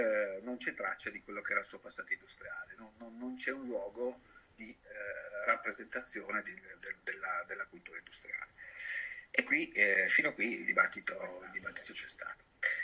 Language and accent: Italian; Turin, Piedmont, Italy; parto da Torino, io sono di Torino